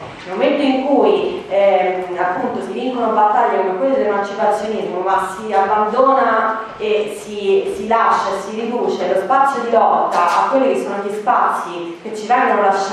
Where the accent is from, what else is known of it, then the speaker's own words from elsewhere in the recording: Rome, Lazio, Italy; perché vengo da Roma, mi sono laureata qualche anno fa